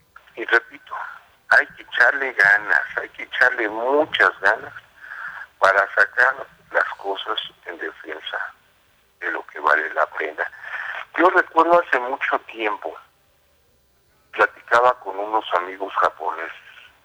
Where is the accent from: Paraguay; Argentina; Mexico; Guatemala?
Mexico; Si queremos seguir siendo mexicanos, tendremos que defender la cultura.